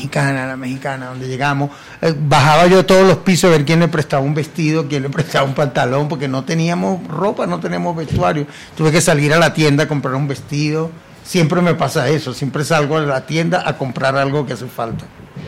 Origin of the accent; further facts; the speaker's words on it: Venezuela; yo amo a mi país y amo a mi gente, amo a mi pueblo, pero no soporto que el pueblo esté pasando por esto, y por eso no quiero estar ahí. Bueno, y gracias a Dios, yo cuando ganó ese señor, yo no viví en Venezuela